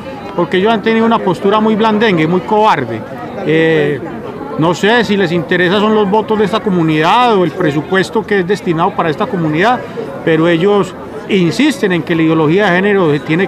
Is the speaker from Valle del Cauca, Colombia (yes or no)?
no; Medellín, Antioquia, Colombia; born there; Yo soy nacido aquí en Medellín.